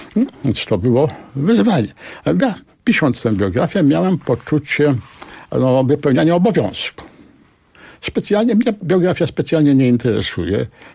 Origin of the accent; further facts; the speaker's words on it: Warsaw, Masovian Voivodeship, Poland; Ja się wychowałem w okolicznościach, kiedy strzelano na ulicy. Byłem świadkiem tego, kiedy w centrum Warszawy odbywała się zagłada warszawskich Żydów.